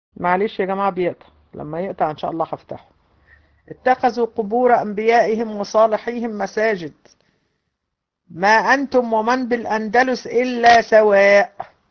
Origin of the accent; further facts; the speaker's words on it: Egypt; احنا عندنا في مصر تلاقي القبور